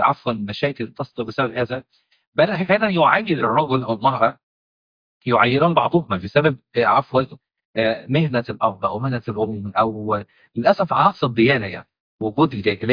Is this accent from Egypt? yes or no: yes; Upper Egypt, Egypt; عندنا في الصعيد